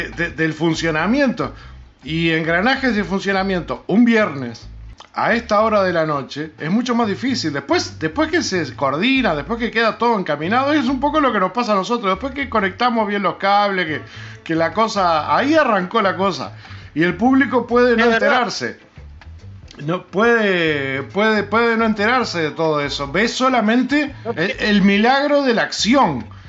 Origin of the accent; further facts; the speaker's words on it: Uruguay; Algo que como uruguayos no lo podemos permitir.